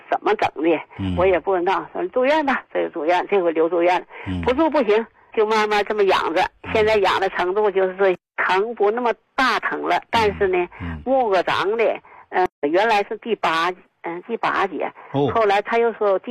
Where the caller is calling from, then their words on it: Shenyang, Liaoning, China; 我是沈阳的。